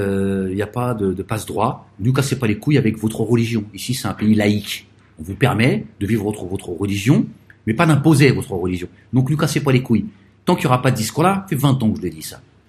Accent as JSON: {"language": "French", "country": "France", "said": "Nous sommes français."}